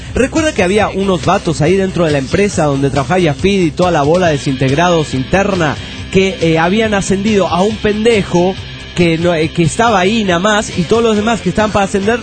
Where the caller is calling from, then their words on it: Calchaquí, Santa Fe, Argentina; de Calchaquí, Argentina.